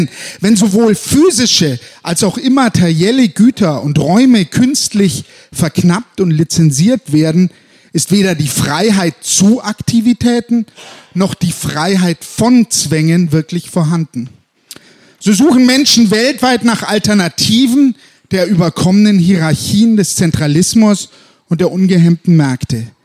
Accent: Frankfurt, Hesse, Germany; now in Berlin, Germany; Ich komme gerade aus Berlin, ich lebe in Bayern und in Berlin, aber die wenigsten wissen, dass dies hier ganz, ganz lang meine Heimatstadt war, Frankfurt hier.

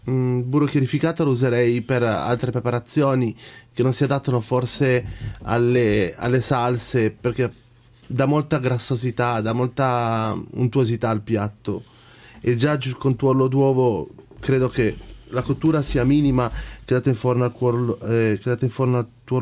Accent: Piedmont, Italy; contando che da buon piemontese non ci vedo molto il pesce con il tartufo

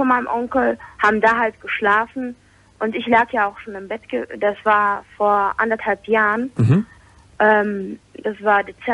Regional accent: Poland; Das ist in Polen gewesen, weil ich bin Polin. Und auch polnische Abstammung halt

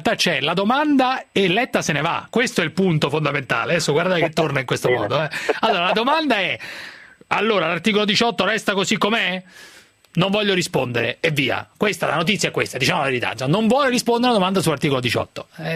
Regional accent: Pisa, Tuscany, Italy; tanto per inimicarsi qualche altro livornese da pisano

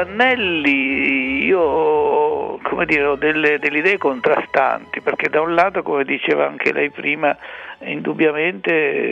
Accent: Colli del Tronto, Marche, Italy; born there; ho visto la collina del mio paese di nascita, che è Col del Tronto

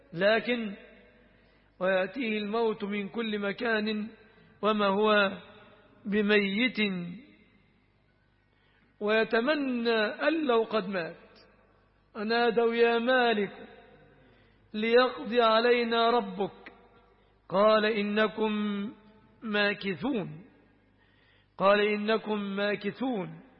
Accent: Egypt; الذين يقولون عنه السفة في بلادنا مصر

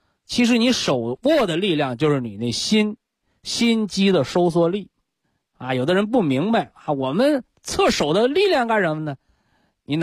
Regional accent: China; 我们学中医健康管理就要恢复我们人，我们中国人本来的知觉。

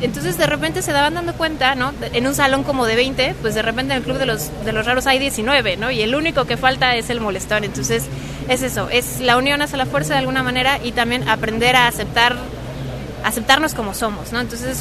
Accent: Mexico City, Mexico; Yo soy de la Ciudad de México.

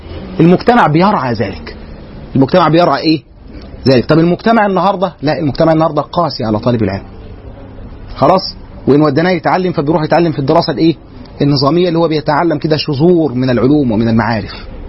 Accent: Egypt; زي ما كان عندنا في مصر هنا

